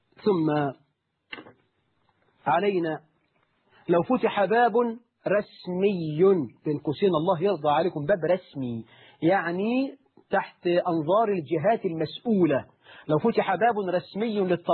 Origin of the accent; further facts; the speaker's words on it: Egypt; أنتوا عارفين إحنا كمصريين بنتكلم كل سنة في المحمول بكام؟